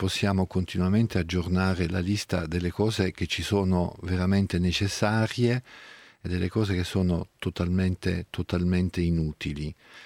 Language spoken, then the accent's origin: Italian; Abruzzo, Italy; born there; un ragazzo amatissimo del mio paese natale, in provincia di Chieti